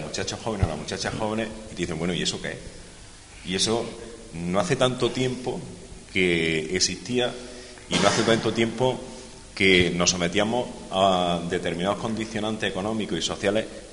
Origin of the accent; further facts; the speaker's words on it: Huelma, Andalusia, Spain; born there; Yo soy de la comarca, yo nací en Huelma